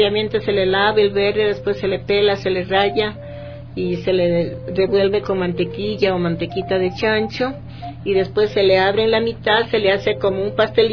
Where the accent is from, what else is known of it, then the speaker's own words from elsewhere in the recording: Lita, Imbabura, Ecuador; Es a unas dos horas de Ibarra, que de la parroquia Lita.